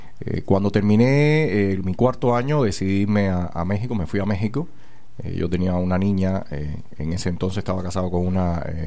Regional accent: Cuba; más interés en lo que estaba ocurriendo en mi país. Me doy cuenta que realmente, aunque profesionalmente me iba bien en otro lugar, pero realmente mis raíces estaban en Cuba

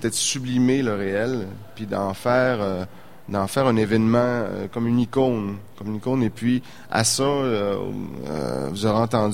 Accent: Saint-Félicien, Quebec, Canada; Moi, je suis originaire de Saint-Félicien. J'ai grandi, donc, à Saint-Félicien, l'autodrome de Saint-Félicien. Donc, j'ai grandi dans cet univers-là.

